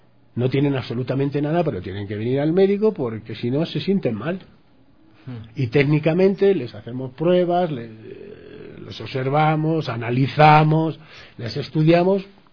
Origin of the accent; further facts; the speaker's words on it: Madrid, Community of Madrid, Spain; Yo soy de Madrid, y en Madrid todo es seco, o sea, el frío es seco.